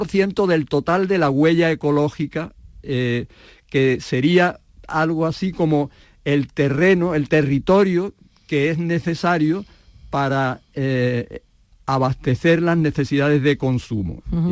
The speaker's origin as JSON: {"language": "Spanish", "region": "Andalusia", "country": "Spain", "said": "Que es lo que somos los andaluces, los camareros de Europa."}